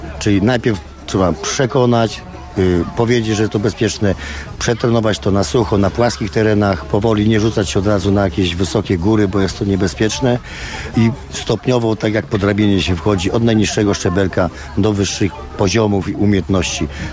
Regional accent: Słupsk, Pomeranian Voivodeship, Poland; instruktor narciarstwa zjazdowego. Jestem ze Słupska.

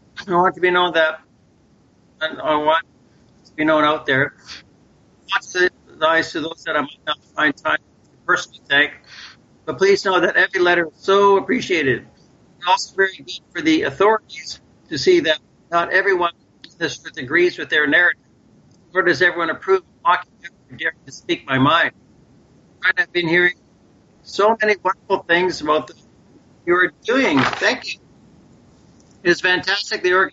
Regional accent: Canada; born there; He's a fellow Dutchman, although I was born in Canada. My parents are Dutch.

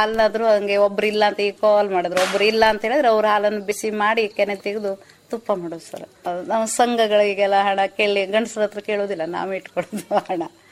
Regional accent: Bole, Karnataka, India; moved away as an adult; ನಾವ್ ಮೊದ್ಲು ಅಲ್ಲಿ ಬೋಳೆದಲ್ಲಿ ಇದ್ವಿ, ಮೂಲತಃ ನಾವು ಅಲ್ಲಿ. ನಾವು ಮದ್ವೆ ಆದ ಮಗು ಆದ್ಮೇಲೆ ಇಲ್ಲಿ ಬಂದು ಉಳ್ಕೊಂಡಿದ್ವಿ.

